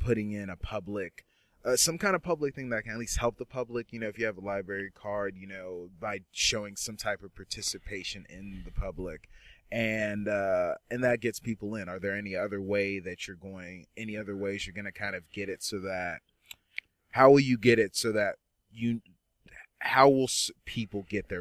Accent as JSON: {"language": "English", "town": "Dallas", "region": "Texas", "country": "United States", "tie": "born or raised there", "lives_now": "Arlington, United States", "said": "I grew up in Dallas, living in various suburbs of Dallas, and then just now, I've been in Arlington since 2008, 2009"}